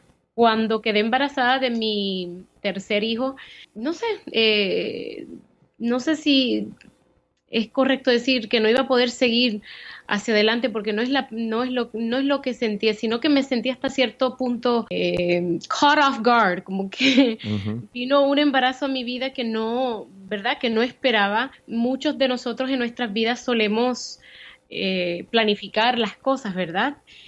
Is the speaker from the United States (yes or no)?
yes; Chicago, Illinois, United States; Soy de ascendencia puertorriqueña, nacida y criada en Estados Unidos. Me crié en Chicago, pero obviamente de padres puertorriqueños.